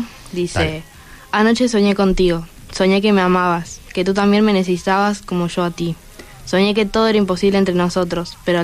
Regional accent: Córdoba, Argentina; Yo uh-huh. soy de Córdoba.

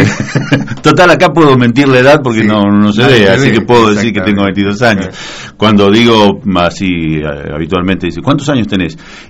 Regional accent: General Pinto, Buenos Aires Province, Argentina; born there; yo nací en General Pinto, en la provincia de Buenos Aires. Soy hijo de tamberos.

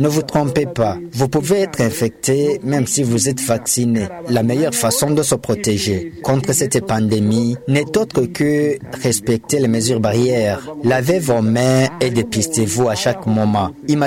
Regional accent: Burundi; Chez nous au Burundi, le dépistage et les médicaments sont gratuits.

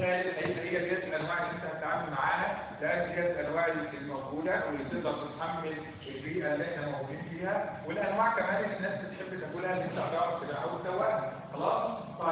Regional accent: Egypt; احنا عارفين ان احنا كلنا اللي احنا مصريين

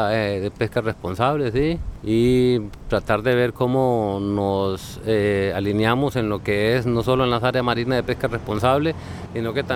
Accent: Puerto Níspero, Puntarenas, Costa Rica; vengo de Puerto Níspero

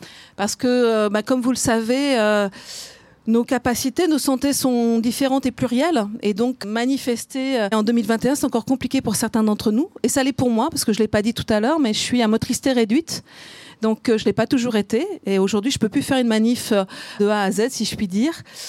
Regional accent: Lille, Hauts-de-France, France; now in Montpellier, France; Donc moi, je suis d'une ch'ti, je suis de Lille. Maintenant, je suis à Montpellier.

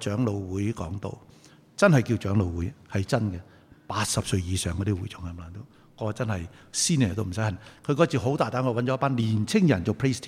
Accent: Guangdong, China; 我哋广东人话你系咁先啦

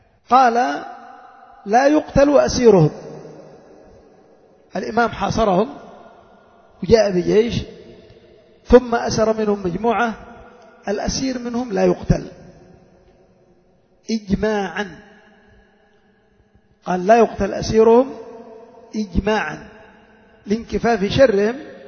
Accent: Yemen; لأن الناس مثلا عندنا في اليمن

